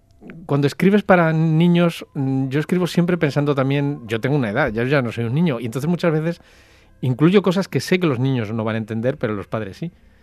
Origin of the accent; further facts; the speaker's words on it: Spain; yo sé que soy español